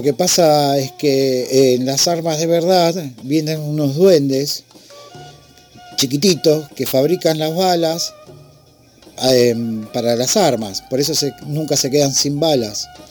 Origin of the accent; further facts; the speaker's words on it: Remedios de Escalada, Buenos Aires Province, Argentina; soy de Escalada.